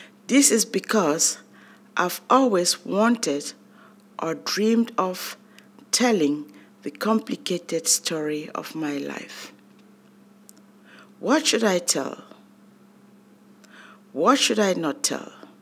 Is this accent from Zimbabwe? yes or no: no; Cameroon; English is a second language; We spoke Nofi, Mendimba, Douala, Bakweri, Bassa, Douala, and other Cameroonian tribal languages only under the confines of our home.